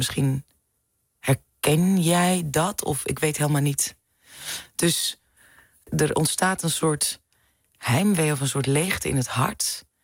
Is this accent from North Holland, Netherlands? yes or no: yes; Amsterdam, North Holland, Netherlands; also born or lived in Zaandam; Als vrouw van kleur die een artiest is, geboren en getogen in Amsterdam en Zaandam.